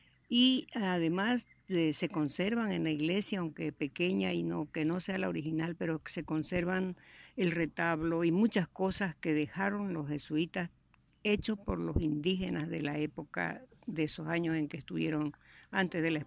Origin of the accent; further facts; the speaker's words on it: Santiago de Chiquitos, Santa Cruz, Bolivia; born there; nací en Santiago de Chiquitos, un pueblo fundado por los padres jesuitas en el año 1754.